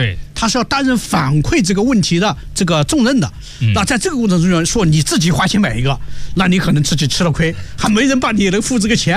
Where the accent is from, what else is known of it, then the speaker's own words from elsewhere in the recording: China; 对，我们中国人是全世界最赶时髦